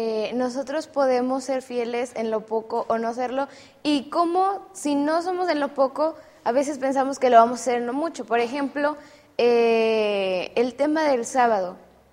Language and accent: Spanish; Montemorelos, Nuevo León, Mexico; Soy de aquí de Montemorelos y estudio la carrera de Comunicación y Medios.